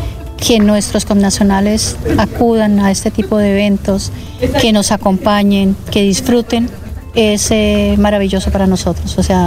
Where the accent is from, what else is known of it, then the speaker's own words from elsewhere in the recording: Colombia; nuestro gran aporte como colombianos es llevar siempre con orgullo nuestra bandera, es decir, somos colombianos